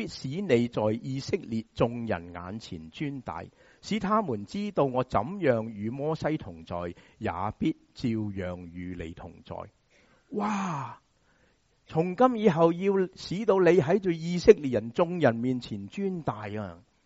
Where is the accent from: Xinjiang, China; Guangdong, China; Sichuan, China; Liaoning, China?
Guangdong, China; 中国人，我们广东人说洗湿了个头